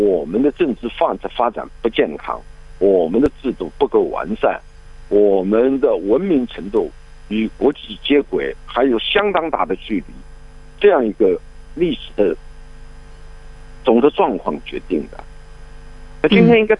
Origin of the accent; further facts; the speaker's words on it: China; 因为这段历史离我们中国人不远呐、啊，对不对？